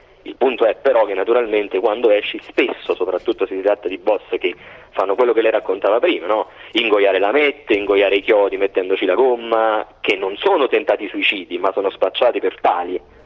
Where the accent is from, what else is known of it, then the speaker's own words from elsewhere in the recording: Salerno, Campania, Italy; Io sono salernitano.